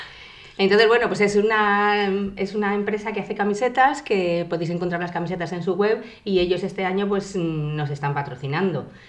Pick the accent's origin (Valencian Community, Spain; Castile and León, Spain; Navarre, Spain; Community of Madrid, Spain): Community of Madrid, Spain; Alcalá de Henares; soy de Alcalá de Henares, por supuesto.